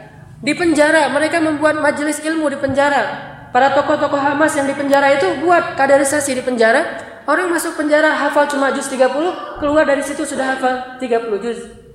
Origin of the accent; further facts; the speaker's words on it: Egypt; Indonesian is a second language; now in Indonesia; Saya dari Mesir